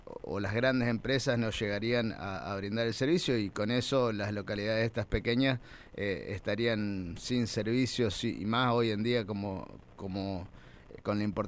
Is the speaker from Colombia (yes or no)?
no; María Teresa, Santa Fe, Argentina; el vecino, por ejemplo, de mi pueblo, de María Teresa, paga las obras